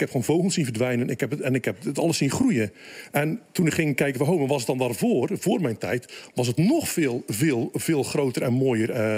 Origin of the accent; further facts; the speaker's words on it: Axel, Zeeland, Netherlands; Ik kom uit Axel.